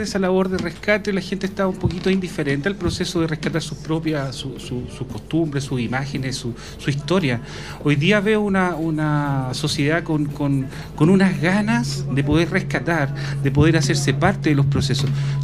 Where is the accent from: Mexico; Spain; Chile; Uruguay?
Chile; Cajón del Maipo, Santiago Metropolitan Region; Yo soy una persona del Cajón del Maipo, donde por fuera de mi casa corría el famoso tren militar, la panchita que le llamaban, ¿ah? Y también corría el automotor. Eso fue mi imagen de niño